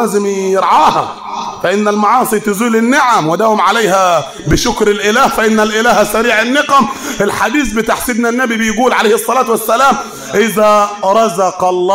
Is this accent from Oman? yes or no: no; Upper Egypt, Egypt; كلام عندنا في الصعيد